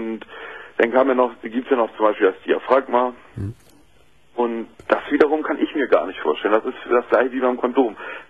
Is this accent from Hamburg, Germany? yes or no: no; Bremen, Germany; Ich komme aus Bremen und bin dann hingefahren nach Köln.